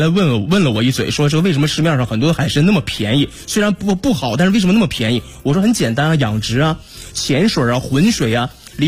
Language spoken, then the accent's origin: Chinese; Dalian, Liaoning, China; 实际上作为我家乡来说，如果您去过大连的话，你问问地道大连人都会告诉你，大家会吃干参。